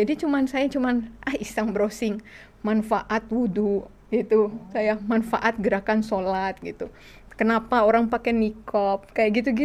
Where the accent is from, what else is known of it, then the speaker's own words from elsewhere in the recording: Jakarta, Indonesia; Barat. Lahir di Jakarta.